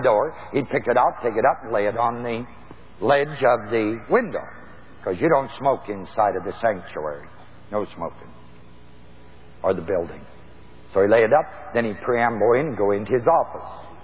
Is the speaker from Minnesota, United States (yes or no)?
no; New Knoxville, Ohio, United States; I think Dr. L.H. Kunst, under whom I was raised in New Knoxville, was a man of God.